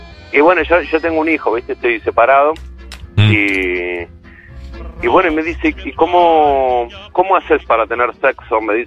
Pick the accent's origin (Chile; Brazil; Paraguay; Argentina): Argentina; Buenos Aires; De Villa del Parque.